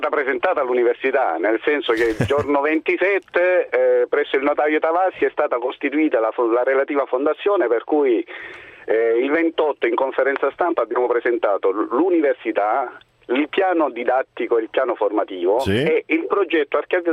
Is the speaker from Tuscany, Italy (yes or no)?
no; Lecce, Apulia, Italy; Poi io sono originario di Lecce, per cui insomma questo ha facilitato il tutto